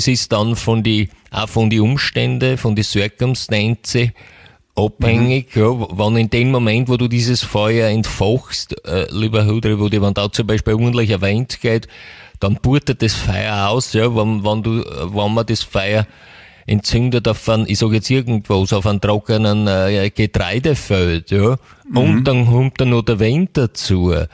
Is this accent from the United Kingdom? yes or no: yes; England, United Kingdom; German is a second language; moved away; also born or lived in United States; ich selber komme ja aus England. Ja, ich bin in England geboren und aufgewachsen